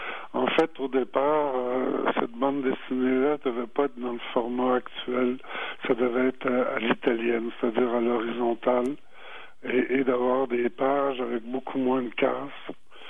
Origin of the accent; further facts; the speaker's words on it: Quebec, Canada; Je suis né ici au Québec, mais de parents français.